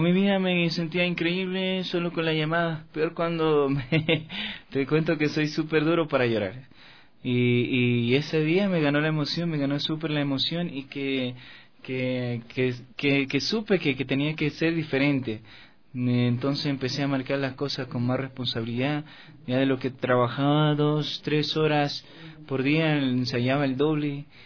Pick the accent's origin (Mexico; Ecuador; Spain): Ecuador; Tabacundo, Pichincha; now in Quito, Ecuador; Yo soy de Tabacundo